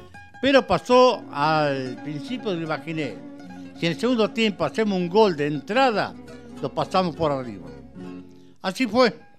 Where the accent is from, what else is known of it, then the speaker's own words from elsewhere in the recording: Argentina; yo creo que el argentino, como argentino, tiene suficiente pelota para pisarlo